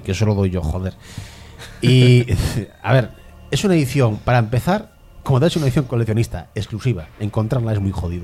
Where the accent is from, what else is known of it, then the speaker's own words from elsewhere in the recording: Galicia, Spain; Y Galicia, yo soy gallego, ¿eh?